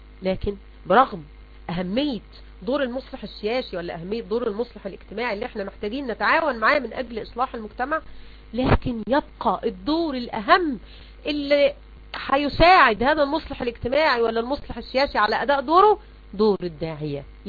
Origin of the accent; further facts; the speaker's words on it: Egypt; زي كده ما بيقولوا منسوب ماء النيل عندنا في مصر لما ينزل يشكل خطر علينا